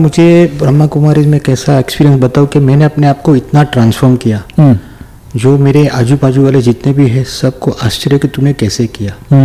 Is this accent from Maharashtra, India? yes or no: yes; Mumbai, Maharashtra, India; born there; मैं बॉम्बे में, मेरा जन्म बॉम्बे में हुआ है और मेरी उम्र है अभी 62 ईयर्स।